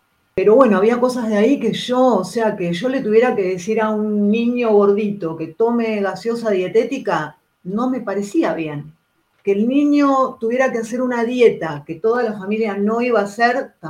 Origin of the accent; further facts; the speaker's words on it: Patagonia, Argentina; born there; Sigo siendo argentina, orgullosamente argentina, y de esta tierra, y de los Andes, porque yo nací en la Patagonia, y de la Pampa también, o sea, no soy oriental, no soy ni budista, ni hindú tampoco, o sea, no soy de allá, soy de acá.